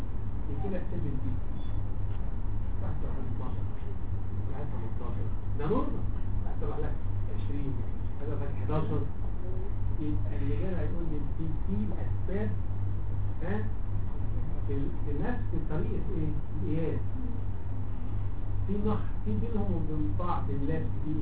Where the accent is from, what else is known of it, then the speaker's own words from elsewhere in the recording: Egypt; لو انت رحت في المعامل اللي عندنا في مصر اي حته في مصر